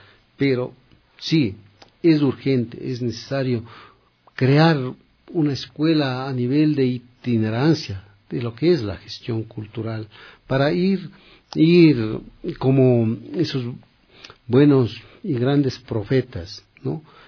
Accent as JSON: {"language": "Spanish", "town": "Machachi", "region": "Pichincha", "country": "Ecuador", "tie": "born there", "said": "de una parroquia cerquita del pueblo donde yo nací, Machachi"}